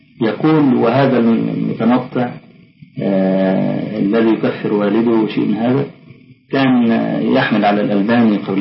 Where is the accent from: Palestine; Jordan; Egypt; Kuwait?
Egypt; طلعت حديثا عندنا في مصر